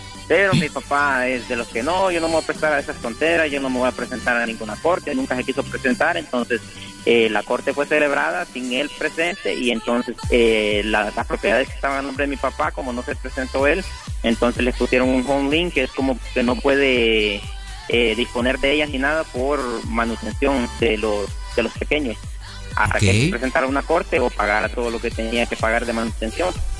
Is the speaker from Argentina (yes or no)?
no; Honduras; También de Honduras.